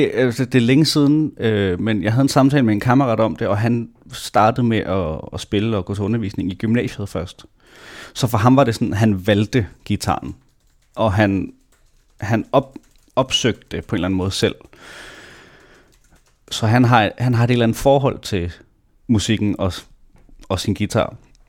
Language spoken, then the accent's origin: Danish; Næstved, Zealand, Denmark; jeg blev født i Næstved i 1996, og ja, boede der, voksede op, gik i skole, indtil jeg i 10. klasse kom på efterskole, og så nogle år igen tilbage.